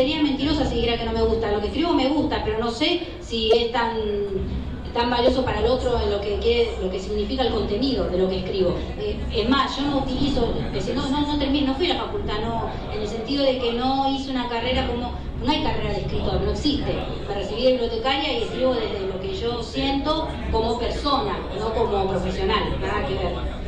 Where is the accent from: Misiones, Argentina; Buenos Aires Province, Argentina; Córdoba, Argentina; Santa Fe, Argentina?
Buenos Aires Province, Argentina; La Plata; soy de La Plata.